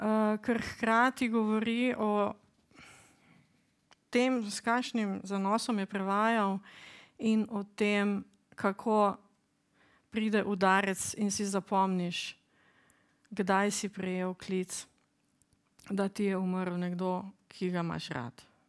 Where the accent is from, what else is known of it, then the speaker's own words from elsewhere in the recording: Maribor, Drava, Slovenia; ker sem kot otrok prečepela dneve v pionirske knjižnici v Mariboru